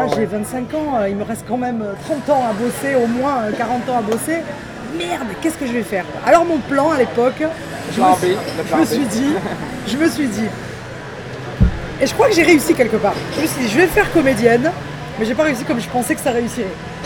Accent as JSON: {"language": "French", "town": "Marseille", "region": "Provence-Alpes-Côte d'Azur", "country": "France", "said": "Oh, parce que moi je viens de Marseille."}